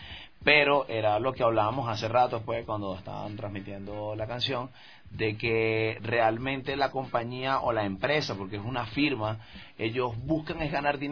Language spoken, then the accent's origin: Spanish; Venezuela; soy de Venezuela, pero bueno, también aclaro, mi mamá es de Guayaquil